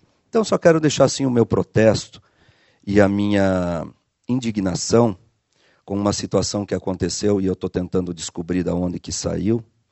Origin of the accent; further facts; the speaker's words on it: Chapecó, Santa Catarina, Brazil; Eu nasci e me criei em Chapecó, conheço o mundo da música desde os 12 anos de idade